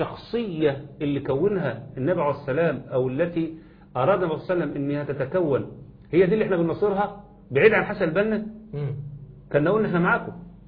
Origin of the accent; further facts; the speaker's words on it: Egypt; انا حقي كمصري بغض النظر عن كوني بقى راجل ملتزم